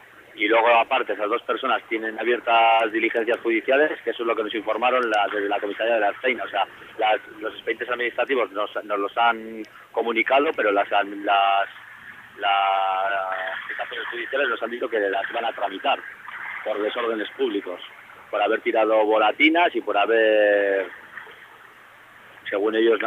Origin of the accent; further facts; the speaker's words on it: Sestao, Basque Country, Spain; yo soy de un pueblo de Ezkerraldea, de Sestao. Y eso, y vivo en el centro del pueblo, prácticamente.